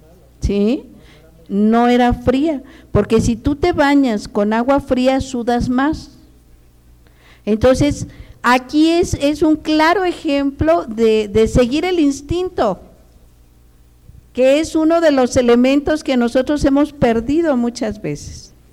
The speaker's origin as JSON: {"language": "Spanish", "region": "Michoacán", "country": "Mexico", "said": "Yo cuando llegué a Toluca, yo soy de Michoacán, originaria de Michoacán."}